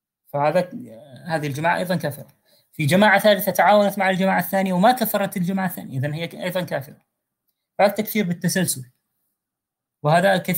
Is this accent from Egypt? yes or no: no; Syria; طبعا أنا أتكلم عن معرفة لما كان يقال يعني ويدور في بلدي في سوريا من أنواع من أنواع التكفيرات التي كفر بها الناس هناك